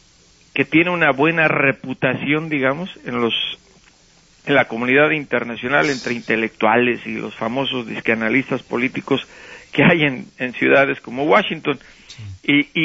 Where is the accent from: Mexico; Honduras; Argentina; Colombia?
Mexico; como mexicano y como reportero